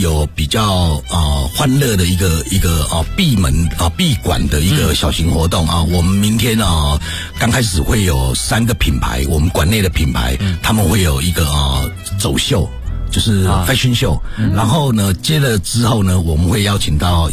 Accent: China; 那毕竟骨子里面我们都是中国人

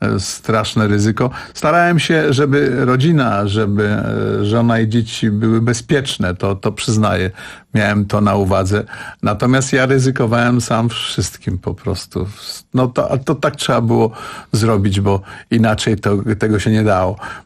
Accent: Warsaw, Masovian Voivodeship, Poland; ponieważ jestem warszawiakiem od wielu pokoleń

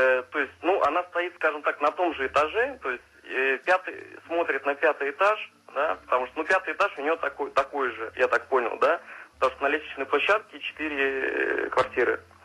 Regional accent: Smolensk, Smolensk Oblast, Russia; Я из Смоленска.

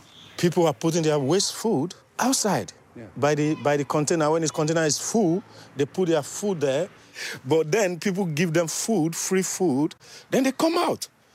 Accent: Nigeria; Dutch is a second language; Ik kom uit Nigeria.

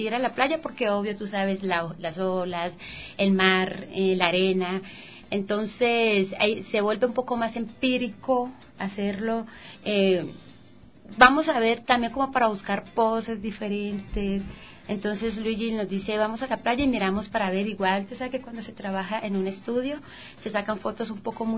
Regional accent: Cali, Valle del Cauca, Colombia; mi persona que soy colombiana, de Cali.

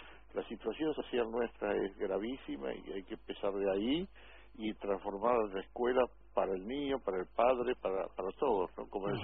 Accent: Argentina; soy incluso universitario europeo, no solamente argentino

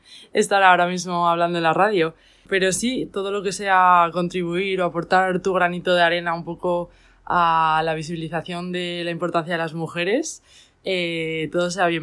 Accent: Miranda de Ebro, Castile and León, Spain; tengo 24 años, soy enfermera y soy de Miranda de Ebro, de una ciudad al norte de España.

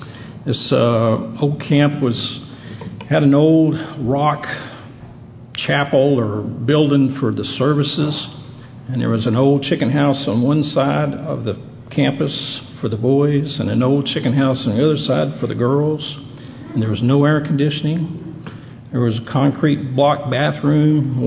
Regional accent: Heber Springs, Arkansas, United States; Well, I was raised down in Central Arkansas, Heber Springs, just outside Heber Springs on a farm.

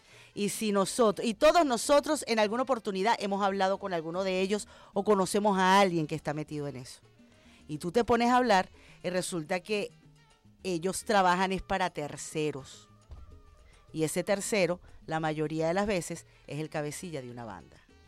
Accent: Venezuela

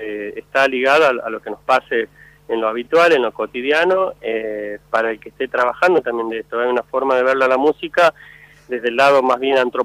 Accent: Montero, Santa Cruz, Bolivia; como soy de Montero, nacido en Montero

